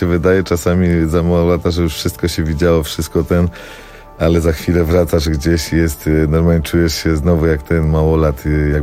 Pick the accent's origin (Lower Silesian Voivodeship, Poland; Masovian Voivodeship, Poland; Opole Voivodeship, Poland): Masovian Voivodeship, Poland; Warsaw; Mieszkaliśmy całe dzieciństwo na Bielanach.